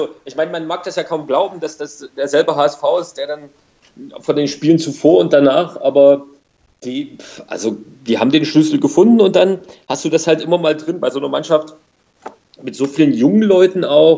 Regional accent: East Germany, Germany; so als Ostdeutsche

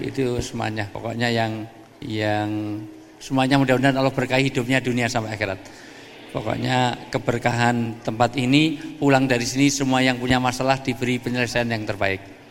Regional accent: Java, Indonesia; Mohon maaf saya dahulukan yang tua, karena saya orang Jawa.

